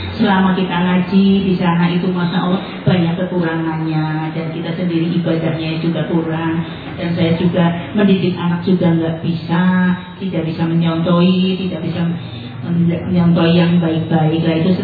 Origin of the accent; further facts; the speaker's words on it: Bumiayu, Central Java, Indonesia; Bumi Ayu.